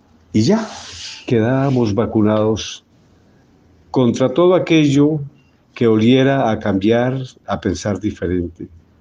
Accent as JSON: {"language": "Spanish", "country": "Colombia", "said": "Hablar de mi país, Colombia, como ciudadano, es hablar recordando mi infancia, mi pueblo"}